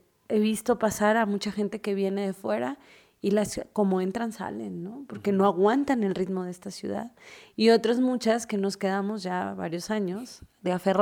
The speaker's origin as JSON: {"language": "Spanish", "town": "Tijuana", "region": "Baja California", "country": "Mexico", "lives_now": "Mexico City, Mexico", "said": "yo no soy de la Ciudad de México, soy norteña, mucha honra, de Tijuana, claro, por supuesto."}